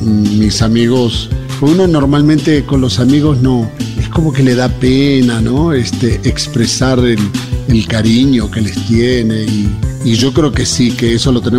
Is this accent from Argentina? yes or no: yes; Buenos Aires Province, Argentina; Yo nací en la ciudad de Buenos Aires. O sea, soy porteño por haber nacido en la ciudad de Buenos Aires. Y bien porteño, porque en esa época mi papá era ferroviario y los ferrocarriles tenían un hospital propio frente al puerto de Buenos Aires, así que más porteño imposible.